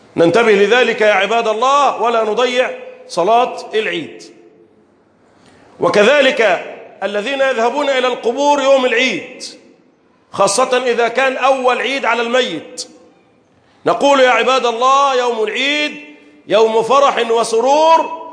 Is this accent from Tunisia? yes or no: no; Egypt; اللهم احفظ بلدنا مصر وسائر بلاد